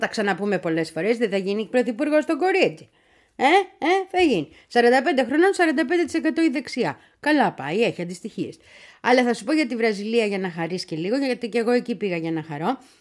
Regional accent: Greece; και εγώ είμαι λαμπρινή, είμαι γυναίκα, είμαι μητέρα, δεν είμαι Ιταλίδα, είμαι Ελληνίδα, είμαι χριστιανή

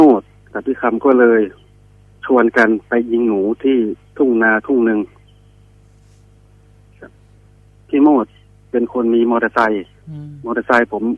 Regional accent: Isan, Thailand; Thai is a second language; ผมอาจจะพูดไทยไม่ค่อยชัดเพราะผมเป็นอีสานแท้ด้วยครับเพิ่งมาดูประเทศได้ไม่นานด้วย

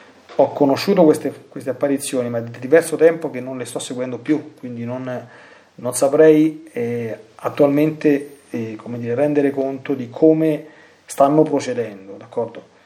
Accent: Lazio, Italy; qui è successo dalle mie parti un pochino di anni fa, e con il fenomeno qui da queste parti nel sud del Lazio

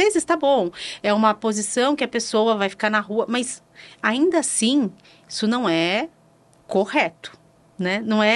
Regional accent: São Paulo, Brazil; Eu já diria, ai, como boa paulistana, seria bolacha.

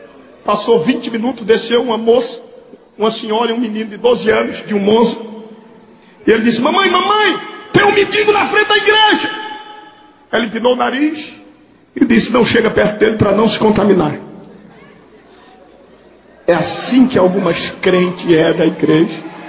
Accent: Recife, Pernambuco, Brazil; lá na minha cidade, no Recife.

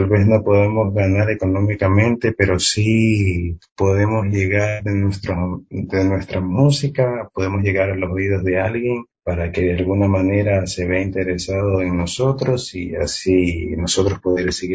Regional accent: Galápagos, Ecuador; Y Galápagos es mi hogar, Galápagos es mi tierra

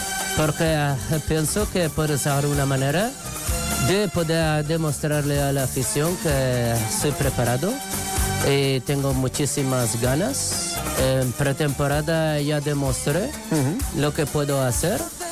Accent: Morocco; Yo soy de Marruecos.

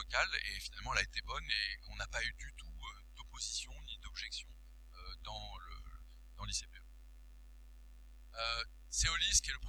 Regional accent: Paris, Île-de-France, France; quand je suis parisien, et c'est un énorme défaut

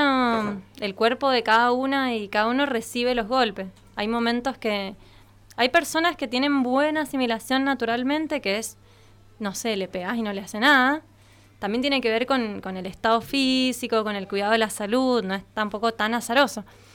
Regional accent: Argentina; sino porque somos argentinos y argentinas y amamos este país

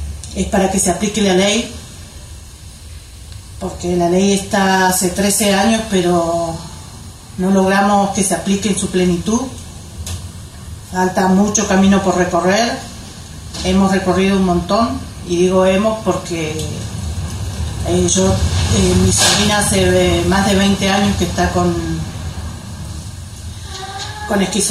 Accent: Bariloche, Río Negro, Argentina; de Bariloche

